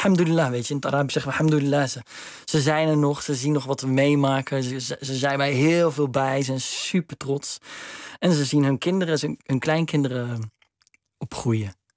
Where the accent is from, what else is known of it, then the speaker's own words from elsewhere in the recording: Steenbergen, North Brabant, Netherlands; Ja, dat is het mooie van Steenbergen waar ik vandaan kom. Dat kon daar. Dat is natuurlijk niet zo'n groot stadje.